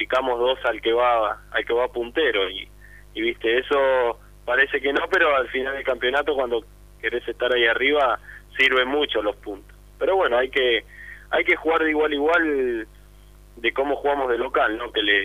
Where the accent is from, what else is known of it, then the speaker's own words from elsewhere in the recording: Avellaneda, Buenos Aires Province, Argentina; No, yo nací en Avellaneda y viví desde chiquito en Avellaneda.